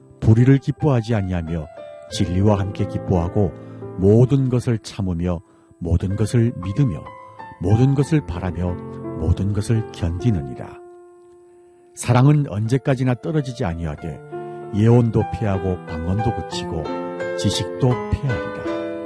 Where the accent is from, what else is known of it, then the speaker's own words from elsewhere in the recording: North Korea; now in Seoul, South Korea; 저는 탈북민